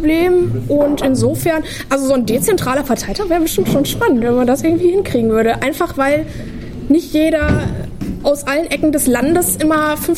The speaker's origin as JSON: {"language": "German", "town": "Ennepetal", "region": "North Rhine-Westphalia", "country": "Germany", "said": "Ich komme aus Ennepetal, das ist ganz interessant."}